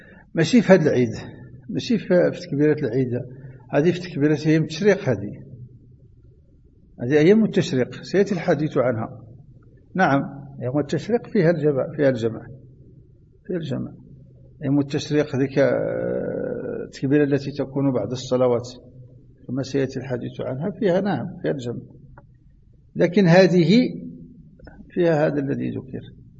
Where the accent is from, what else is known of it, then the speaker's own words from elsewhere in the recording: Morocco; كما هو معتد عندنا في المغرب